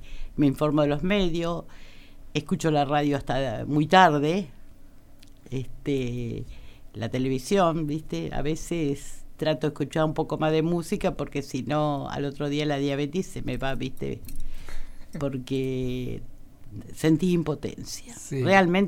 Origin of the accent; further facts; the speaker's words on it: Pellegrini, Buenos Aires Province, Argentina; Y era salir a la radio de mi pueblo, que era de Pellegrino